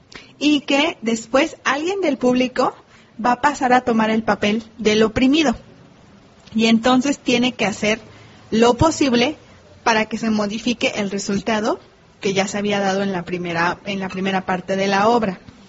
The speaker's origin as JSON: {"language": "Spanish", "country": "Mexico", "said": "nosotros, como mexicanos, tenemos bien insertado ese chip"}